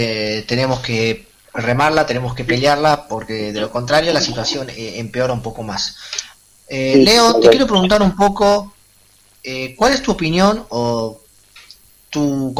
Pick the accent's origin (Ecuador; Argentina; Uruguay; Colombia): Argentina; cómo estás viviendo la situación que nos toca afrontar a todos como argentinos con este virus.